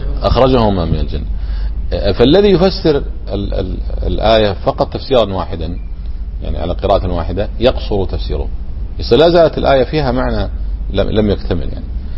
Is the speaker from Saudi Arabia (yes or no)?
no; Kuwait; موجود عندنا في الكويت هنا